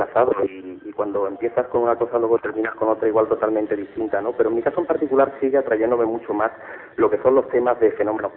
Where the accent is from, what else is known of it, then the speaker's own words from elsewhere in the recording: Málaga, Andalusia, Spain; Date cuenta que yo soy de Málaga, estoy en plena Andalucía